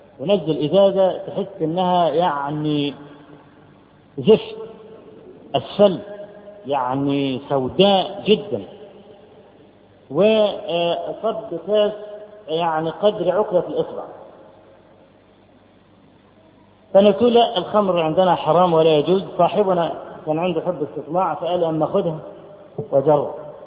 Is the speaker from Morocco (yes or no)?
no; Egypt; فرجل أول ما عارف أن أنا من مصر